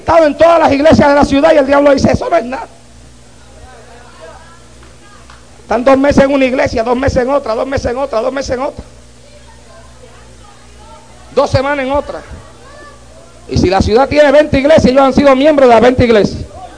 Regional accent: Puerto Rico; cuando yo salí de Puerto Rico para acá, a mí me dijeron que acá yo no podía predicar como predicaba en Puerto Rico

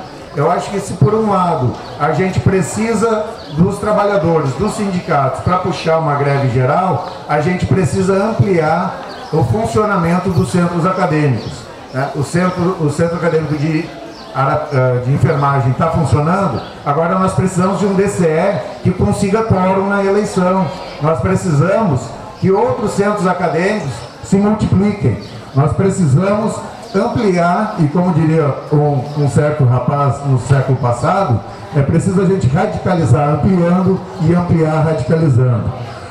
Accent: Rio Grande do Sul, Brazil; Eu sou do Rio Grande do Sul

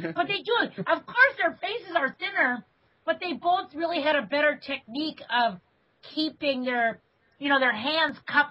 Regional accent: Maine, United States; It's like, Bob Crowley, we're from Maine.

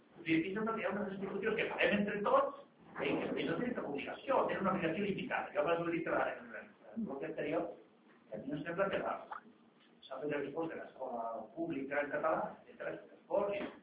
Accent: Madrid, Community of Madrid, Spain; Catalan is a second language; jo soc castellà de renaixement, jo soc de Madrid, però bueno, fa molts anys.

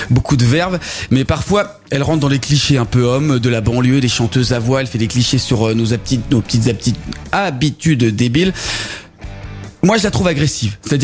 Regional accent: Belgium; Je suis belge.

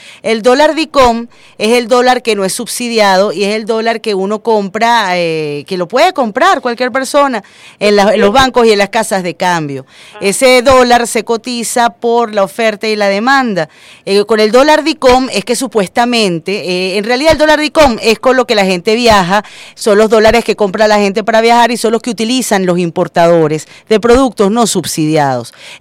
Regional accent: Venezuela; Todos como venezolanos

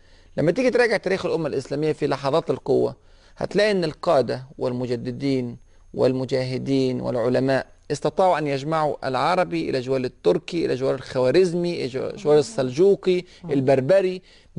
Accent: Egypt; أنا مصري، فممكن أقدم المصري على السعودي أو على السوري أو على المغربي أو الباكستاني أو الأندونيسي

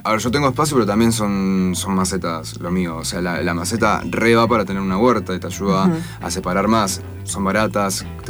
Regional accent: Argentina; Somos argentinos y porque somos conocidos en el mundo.

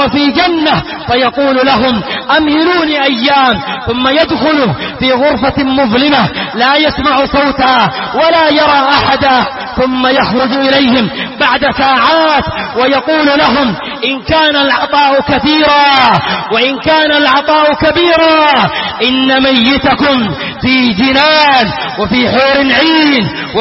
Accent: Yemen; وهذا موجود في بعض بلادنا اليمنية

